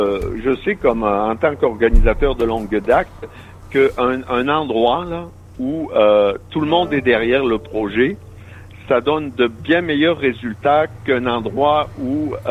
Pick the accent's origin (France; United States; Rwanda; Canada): Canada; Moi, je suis Canadien.